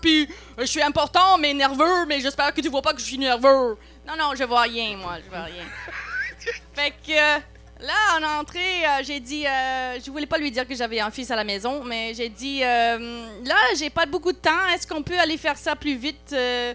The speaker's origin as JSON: {"language": "French", "region": "Ontario", "country": "Canada", "tie": "born or raised there", "also_born_or_lived": "United States", "lives_now": "Montréal, Canada", "said": "C'est un mélange de les États-Unis puis le Canada."}